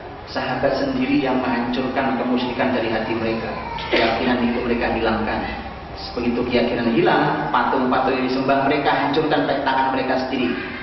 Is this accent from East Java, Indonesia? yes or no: yes; East Java, Indonesia; saya ajak ke kota saya di Jawa Timur.